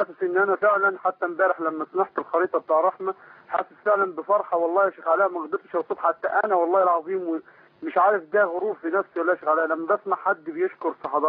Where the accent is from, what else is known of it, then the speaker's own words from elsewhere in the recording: Egypt; moved away as an adult; now in Libya; انا مصري بس بشتغل في ليبيا